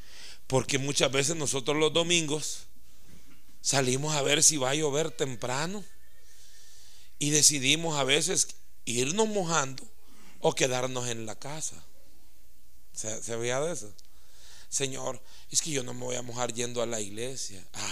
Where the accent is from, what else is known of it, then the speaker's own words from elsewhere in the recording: El Salvador; Así somos la cultura salvadoreña, así somos. Y yo, con esa cultura salvadoreña